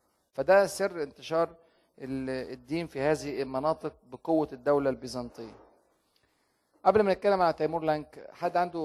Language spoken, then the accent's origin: Arabic; Egypt; عشان كده عندنا الأديرة في مصر القديمة